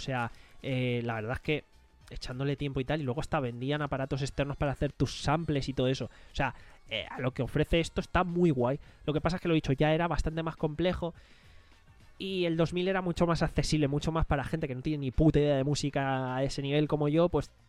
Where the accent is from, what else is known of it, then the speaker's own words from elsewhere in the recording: Alicante, Valencian Community, Spain; mira, soy de Alicante